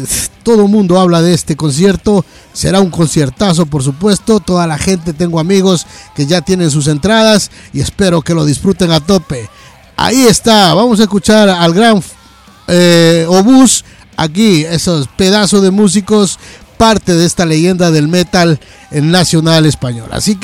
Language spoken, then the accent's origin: Spanish; Ecuador; y allá en mi tierra querida, Ecuador